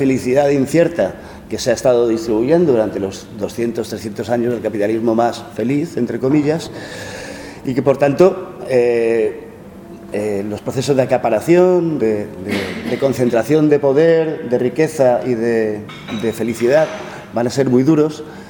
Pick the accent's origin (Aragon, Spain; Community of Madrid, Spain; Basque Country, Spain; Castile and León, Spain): Community of Madrid, Spain; Madrid; Hay que pensar que yo vengo de Madrid